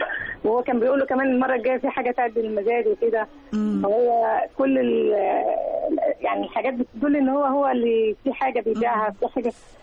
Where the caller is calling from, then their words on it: Cairo, Cairo Governorate, Egypt; من القاهرة.